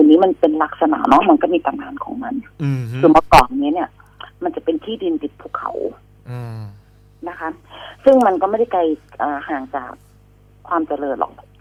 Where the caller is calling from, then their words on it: Phra Nakhon Si Ayutthaya, Thailand; ตอนนี้อยู่อยุธยาค่ะนวนครค่ะ